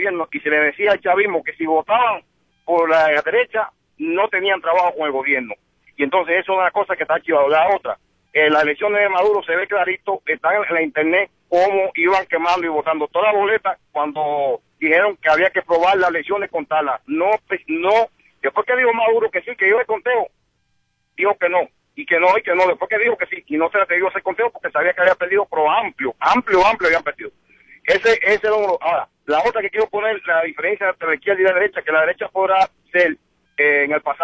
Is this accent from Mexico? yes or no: no; Cuba; Yo soy cubano, que veo Cuba y Haití son los peores países que viven en América